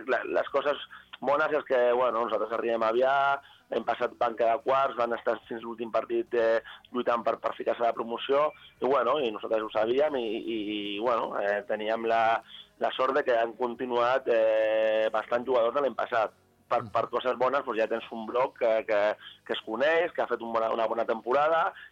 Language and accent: Catalan; Rubí, Catalonia, Spain; vaig començar al Rubí, que vas estar 2 anys, que és l'equip del meu poble